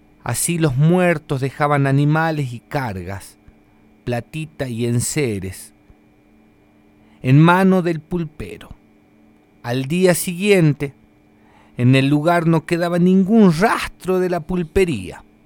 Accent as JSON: {"language": "Spanish", "region": "Jujuy", "country": "Argentina", "said": "Esta es otra historia también antigua de la zona de la quebrada de donde vengo. En aquellos tiempos solía aparecer una pulpería misteriosa, una carpa a la orilla de los caminos de la quebrada de Humahuaca"}